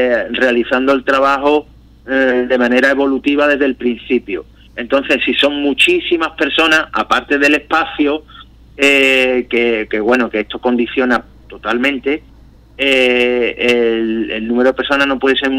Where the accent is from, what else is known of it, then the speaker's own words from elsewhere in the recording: El Puerto de Santa María, Andalusia, Spain; porque yo soy del puerto de Santa María, pues y vivo aquí